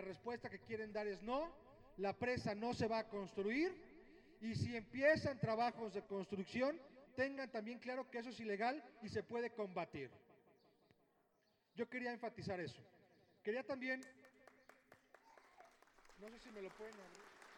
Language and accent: Spanish; Guanajuato, Mexico; en Guanajuato, de donde yo vengo